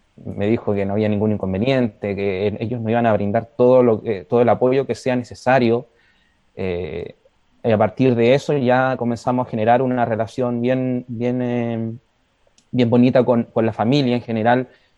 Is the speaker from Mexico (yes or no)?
no; Puerto Montt, Los Lagos, Chile; yo soy oriundo de Puerto Montt, nacido y criado en Puerto Montt, de hecho yo estoy acá en Puerto Montt también.